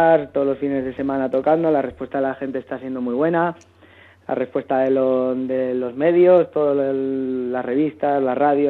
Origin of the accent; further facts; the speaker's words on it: Bilbao, Basque Country, Spain; now in Madrid, Spain; Y yo vengo de Bilbao, ¿no? Entonces nos juntamos en Madrid, pues por casualidad. Yo estaba buscando bandas, llevaba como 6-7 meses por aquí